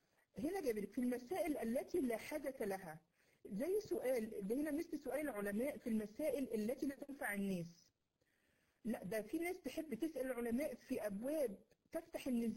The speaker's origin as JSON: {"language": "Arabic", "country": "Egypt", "said": "اللي بيسمعه عندنا في مصر هنا"}